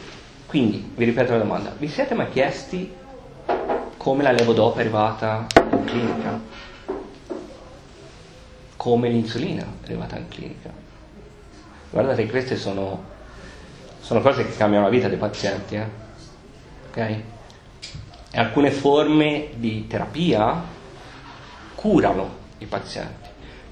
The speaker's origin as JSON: {"language": "Italian", "town": "Piombino", "region": "Tuscany", "country": "Italy", "said": "io vengo da Piombino originariamente, quindi in provincia di Livorno, vero che c'è una centrale siderurgica gigantesca"}